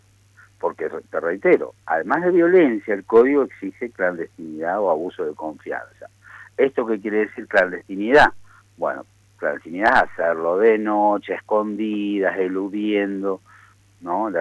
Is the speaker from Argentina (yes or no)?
yes; Mendoza, Argentina; ya que somos mendocinos